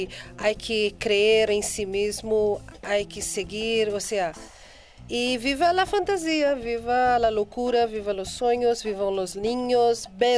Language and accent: Spanish; Mogi das Cruzes, São Paulo, Brazil; now in Austria; Bueno, soy de Brasil, pero vivo en Austria.